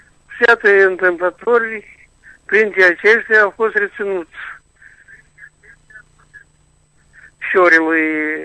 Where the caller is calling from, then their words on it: Chișinău, Moldova; din Chișinău.